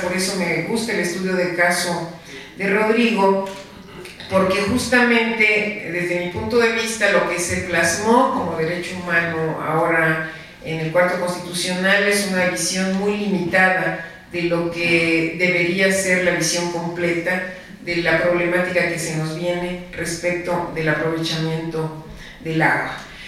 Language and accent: Spanish; Chiapas, Mexico; Déjenme decirles que yo soy chiapaneca